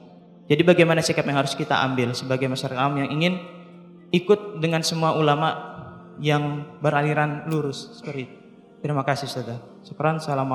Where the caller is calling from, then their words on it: Denpasar, Bali, Indonesia; Saya dari Denpasar, Bali.